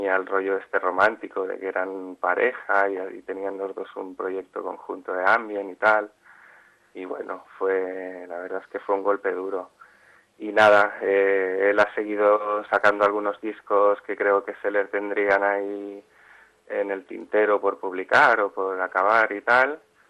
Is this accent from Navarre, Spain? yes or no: no; Mollet del Vallès, Catalonia, Spain; un local cultural aquí en Mollet, en mi pueblo.